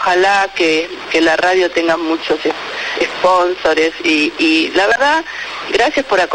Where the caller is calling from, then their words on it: Olivos, Buenos Aires Province, Argentina; de Olivos.